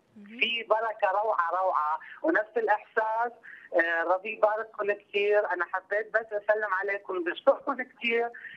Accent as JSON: {"language": "Arabic", "country": "Iraq", "lives_now": "Syria", "said": "أنا عراقي بس عايش بسوريا"}